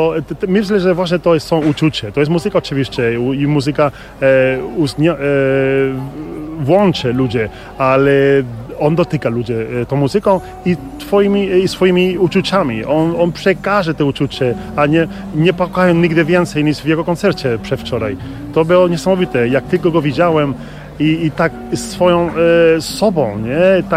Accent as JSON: {"language": "Polish", "town": "Córdoba", "region": "Andalusia", "country": "Spain", "second_language": "Polish", "moved": "yes", "lives_now": "Poland", "said": "tak naprawdę. Jestem z Kordoby, Hiszpania. Region Andaluzja, czyli tam najcieplej w całej Europie. Jestem w Polsce od prawie 20 lat."}